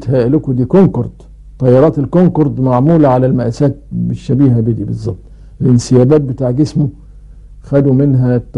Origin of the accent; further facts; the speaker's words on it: Egypt; ومن العيلة دي برضو طائر ابو قردان عندنا في مصر اللي بيعيش على الديدان